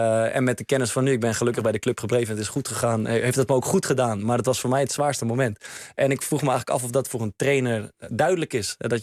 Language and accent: Dutch; Netherlands; We houden daar ook van als Nederlanders.